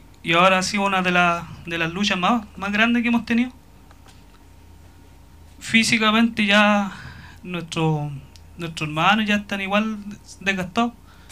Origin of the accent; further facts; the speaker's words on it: Freire, Araucanía, Chile; Vengo de la comuna de Freire, soy de la comunidad Trapilwe